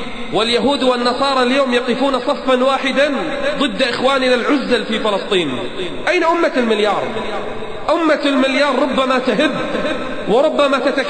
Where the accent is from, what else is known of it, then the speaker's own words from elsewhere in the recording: Kuwait; عندنا بالكويت الكلام عربي والجلد عربي والشكل عربي